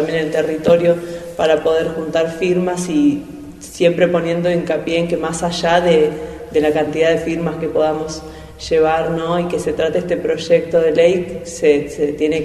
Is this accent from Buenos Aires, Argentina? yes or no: no; Chubut, Argentina; Y en relación a esta crisis que venimos pasando del Chubut